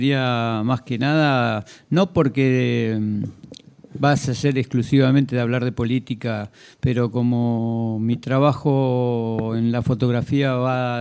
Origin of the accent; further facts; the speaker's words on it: Cuba; yo vengo de Cuba, chico, y en Cuba nosotros no tenemos nada, todo lo atamos con alambre.